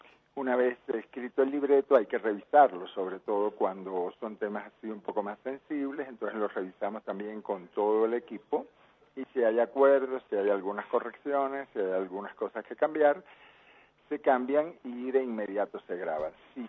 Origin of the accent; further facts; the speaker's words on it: Cuba; born there; also born or lived in Spain / Dominican Republic / Venezuela / Nicaragua; Yo nací en Cuba, Palmiro, pero bueno, me tocó vivir en España, en República Dominicana, en Venezuela, en Nicaragua, en Perú, etcétera